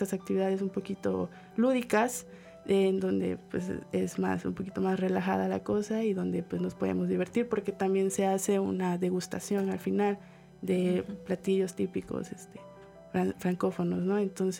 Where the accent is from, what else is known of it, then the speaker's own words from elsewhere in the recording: Mexico; pero pues también a veces uno como mexicano no quiere decir que tenemos el mismo punto de vista, ¿no?